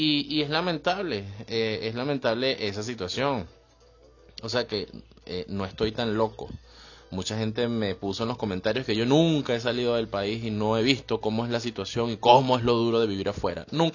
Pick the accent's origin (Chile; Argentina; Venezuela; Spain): Venezuela; moved away; me incluyo porque soy venezolano